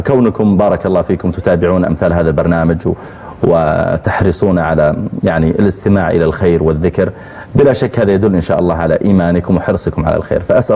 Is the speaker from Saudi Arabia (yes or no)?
yes; Riyadh, Riyadh Province, Saudi Arabia; جامع عندنا في الرياض